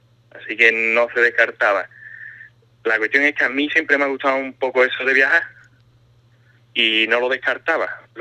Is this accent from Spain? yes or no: yes; Ubrique, Andalusia, Spain; suelo decirle que soy de cerca de Gibraltar, ya sabes, punto de referencia, pero en las montañas, y ya más o menos tienen una idea.